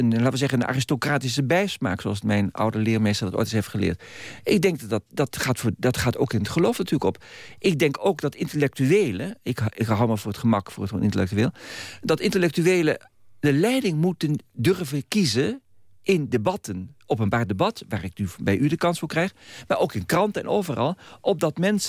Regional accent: Netherlands; Dus het gaat erom dat wij als Nederlanders echt leren om tolerant te worden.

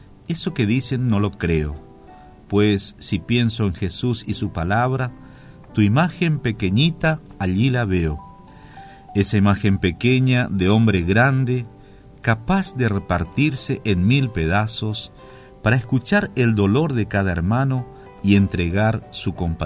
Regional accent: Formosa, Argentina; Nosotros también somos integrantes del Via Crucis Formoseños y nos sentimos muy emocionados porque estas palabras reflejan el sentimiento de mucho, por no ser atrevido y decir de todos los formoseños, de muchos formoseños que lo hemos conocido

